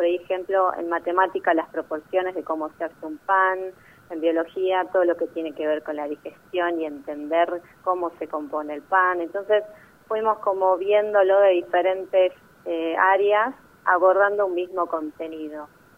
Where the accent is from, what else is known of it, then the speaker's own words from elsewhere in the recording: Ushuaia, Tierra del Fuego, Argentina; moved away as an adult; Yo soy nacida y criada en Ushuaia, provincia de Tierra del Fuego, así que de allí hice mi primaria, mi secundaria, jardín, y después a los 18 años me fui a estudiar a Buenos Aires